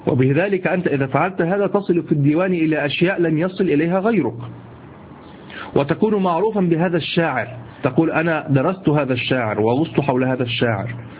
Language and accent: Arabic; Egypt; شفت اليمام اللي احنا عندنا في مصر